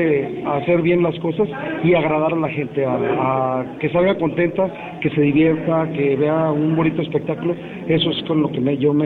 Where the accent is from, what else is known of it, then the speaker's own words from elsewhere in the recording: Guadalajara, Jalisco, Mexico; also born or lived in Tijuana; yo soy de Tijuana, pero yo me crié aquí en Guadalajara